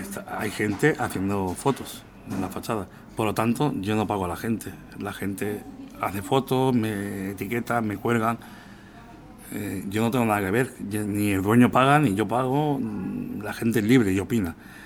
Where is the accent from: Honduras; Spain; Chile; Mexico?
Spain; Balearic Islands; como soy mallorquín, porque la gente no se cree